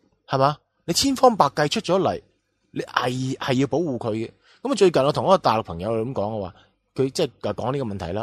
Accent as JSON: {"language": "Cantonese", "country": "Hong Kong", "said": "其实除此之外咧，我哋香港人多数系负面嘅"}